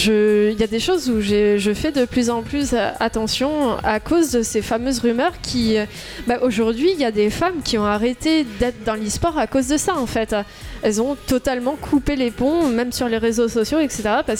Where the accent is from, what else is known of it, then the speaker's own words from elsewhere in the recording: Toulouse, Occitanie, France; surtout qu'on est tous de Toulouse